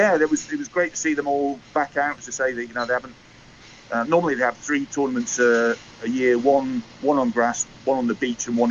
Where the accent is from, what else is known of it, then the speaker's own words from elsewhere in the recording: Scotland, United Kingdom; As a Scot, we're expecting a few more than we've had for the last couple of Lions tour parties.